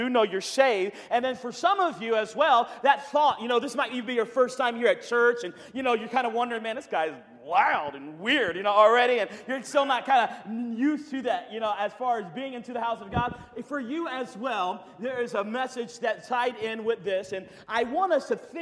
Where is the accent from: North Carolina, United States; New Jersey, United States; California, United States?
North Carolina, United States; well, I come from North Carolina.